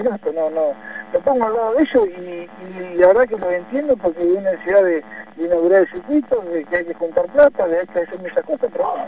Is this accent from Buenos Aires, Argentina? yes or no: yes; Buenos Aires, Argentina; yo soy de Buenos Aires y corrí con lluvia.